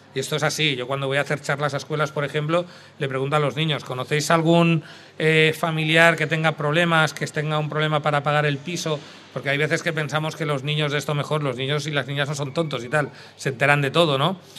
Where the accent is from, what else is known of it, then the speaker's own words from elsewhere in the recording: Catalonia, Spain; Yo soy del barrio al lado de San Cosme, yo soy de San Jordi, un barrio trabajador como el de San Cosme, pero no teníamos tan mala fama